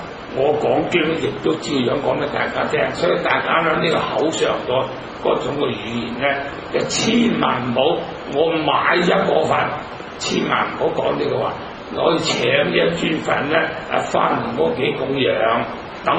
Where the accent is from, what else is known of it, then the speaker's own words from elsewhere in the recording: Zhongshan, Guangdong, China; 我係中山人，